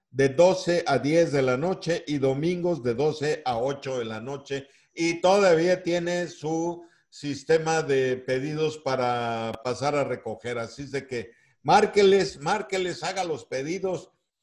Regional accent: Oaxaca, Mexico; allá en mi tierra, en Oaxaca, pues hacemos huaraches.

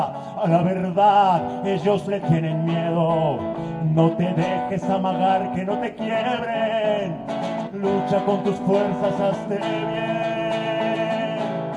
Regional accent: Querétaro, Mexico; Vengo desde Querétaro.

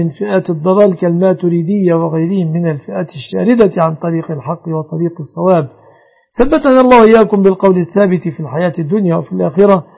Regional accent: Egypt; احفظ بلادنا مصر آمنة مطمئنة وبلاد المسلمين.

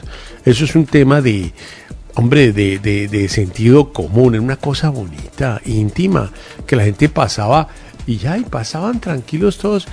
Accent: Colombia; no somos imagen. Colombia, no somos Argentina.

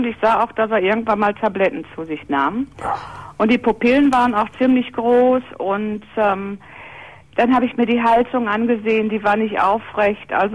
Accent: Essen, North Rhine-Westphalia, Germany; Ich komme also aus Essen und er wohnte ein paar Meter weiter.

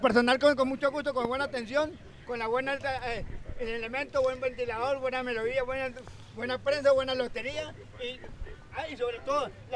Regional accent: Cali, Valle del Cauca, Colombia; Ah, caleño, yo también soy caleño.

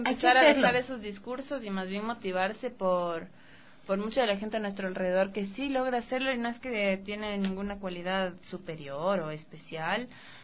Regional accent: Ecuador; a nosotros como occidentales, ecuatorianos, X, nos chocan un montón

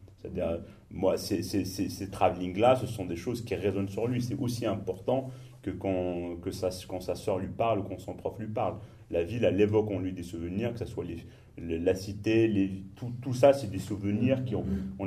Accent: Morocco; non, moi je suis marocain

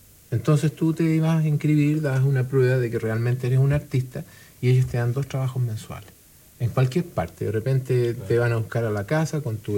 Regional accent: Chile; Pero nosotros, como gente, como chilenos

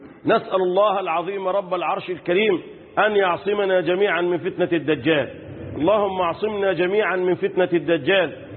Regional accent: Egypt; اللهم احفظ بلدنا مصر

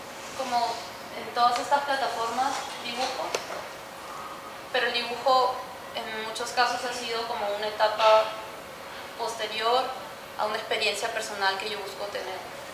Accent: Peru; moved away as an adult; yo nací en Perú, viví allí hasta los 21 años, estudié allí artes visuales en la Universidad Católica de Perú.

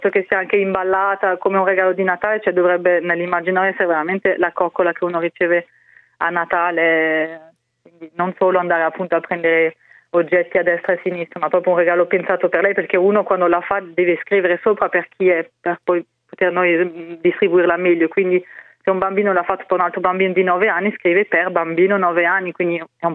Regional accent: Strasbourg, Grand Est, France; nella mia città, Strasburgo, io sono dell'Alsazia

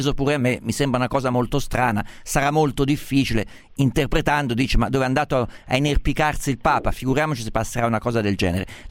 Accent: Umbria, Italy; Io sono umbro

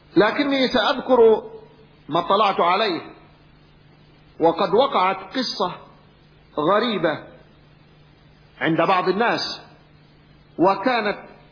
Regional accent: Yemen; كان أحد مشايخ القبائل عندنا في اليمن

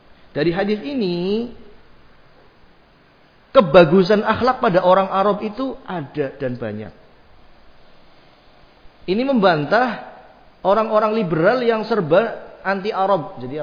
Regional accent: Java, Indonesia; Antum ridho, antum orang Jawa, saya orang Jawa.

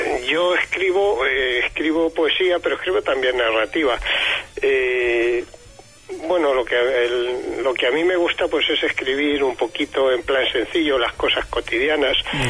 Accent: Albacete, Castilla-La Mancha, Spain; No, yo soy de Albacete.

